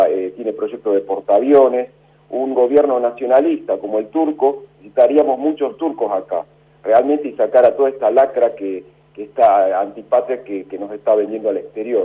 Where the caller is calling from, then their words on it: Barracas, Buenos Aires Province, Argentina; de Barraca.